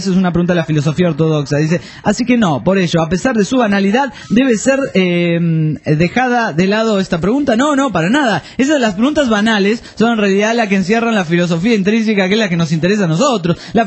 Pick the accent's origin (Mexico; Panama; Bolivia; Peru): Peru; Soy peruano.